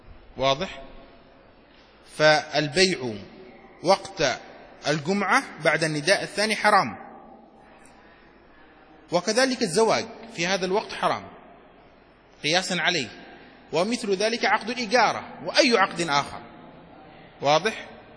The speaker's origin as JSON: {"language": "Arabic", "country": "Yemen", "said": "عندنا في اليمن"}